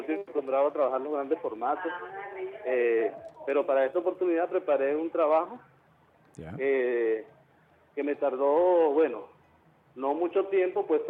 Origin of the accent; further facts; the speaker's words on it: Guárico, Venezuela; now in Los Teques, Venezuela; Yo soy del estado Guárico. Uh-huh. Del estado Guárico. Tengo años residiendo por aquí, por el área, digamos, por la Gran Caracas. Vivo en Los Teques, pero yo soy del estado Guárico.